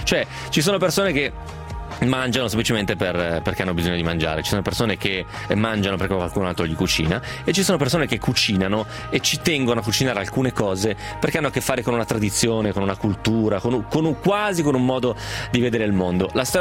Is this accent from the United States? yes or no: no; Piedmont, Italy; da piemontese insomma, so cos'è la bagna cauda